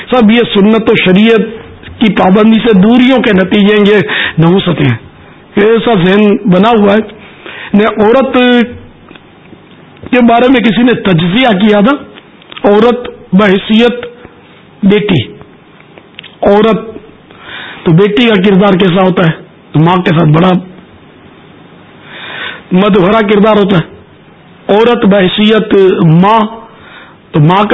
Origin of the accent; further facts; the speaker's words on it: Pakistan; born there; میں اگرچہ پاکستان میں پیدا ہوا ہوں, کتیانہ کبھی گیا نہیں, لیکن ظاہر ہے ہمارے ماں باپ تو وہیں کہتے